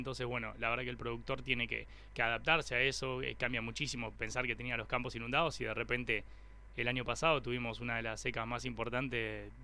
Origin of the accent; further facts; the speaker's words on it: Corral de Bustos, Córdoba, Argentina; Claro, yo soy oriundo de Corral de Bustos.